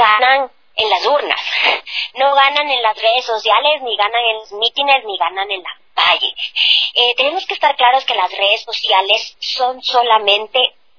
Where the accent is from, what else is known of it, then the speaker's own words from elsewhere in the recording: Ecuador; now in abroad; lo vivo como ecuatoriana, pero ya no vivo el día a día del proceso electoral